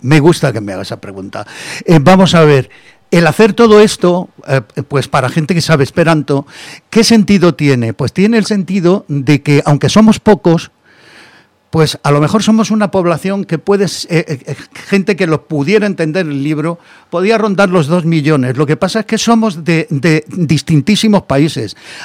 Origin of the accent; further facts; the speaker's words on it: Granada, Andalusia, Spain; Mi infancia en el Albaicín. Mi infancia, estuve hasta los 11 años, estuve en el Albaicín. A los 11 años nos mudamos al barrio de La Chana.